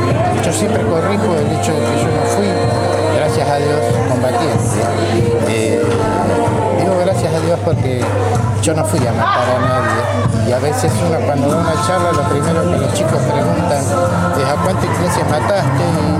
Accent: Argentina; Eso es parte de mi corazón como argentino. Ese es el argentino.

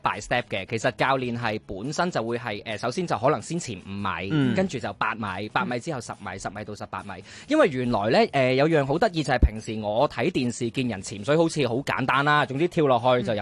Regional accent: Hong Kong; 但係作為香港人冇假放嘅時候

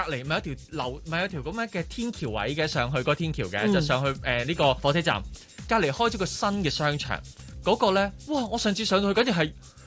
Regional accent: Mong Kok, Kowloon, Hong Kong; 我系直情喺旺角嗰度长大咧，所以我见住旺角嘅转变咧，我有时我系觉得好陌生嘅，因为以前细个喺旺角咧。

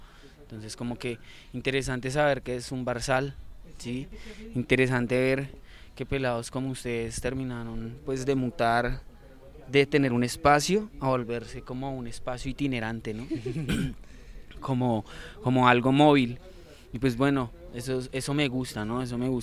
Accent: Bogotá, Colombia; Yo vengo de Bogotá, a mí me dice usted Rolo y yo le digo, no, yo soy lachuno, porque yo crecí en Los Laches, ¿me entiende?

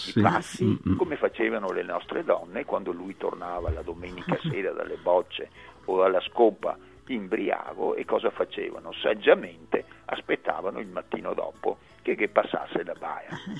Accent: Veneto, Italy; accent: Venetian; una traccia profonda nel nostro dialetto del mito dell'Armenia, sono i famosi armeini, che sono le albicocche, traduciamo per chi veneto non è, e nel nostro dialetto armein, armellin significa armeno

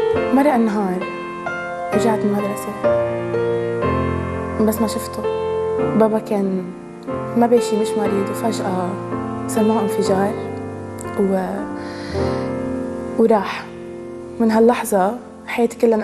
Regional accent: Lebanon; أنا من لبنان عمري 23 سنة

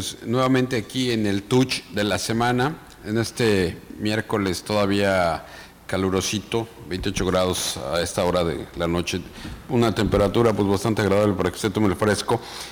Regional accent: Mexico; Independientemente de que soy mexicano

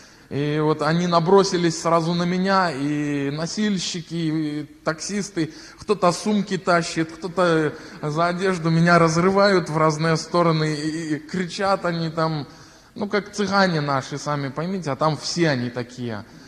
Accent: Klichaw, Mogilev Region, Belarus; Я сам родом из Могилевской области, маленького поселка Кличев, такой есть, это около 10 тысяч населения.

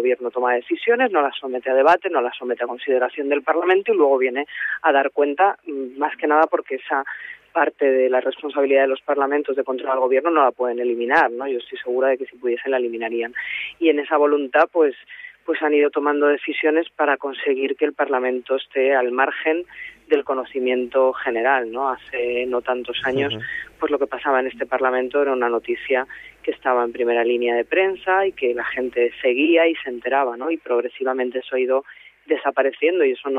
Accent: Rivas-Vaciamadrid, Community of Madrid, Spain; Bueno, en mi caso yo soy de Rivas y me movía en el ámbito de los movimientos juveniles y de la militancia de barrio

